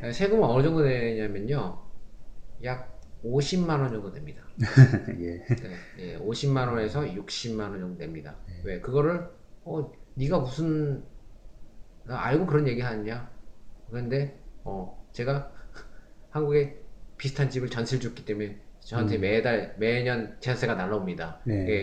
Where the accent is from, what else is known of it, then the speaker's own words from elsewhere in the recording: South Korea; 그거는 제가 대한민국 사람이기 때문에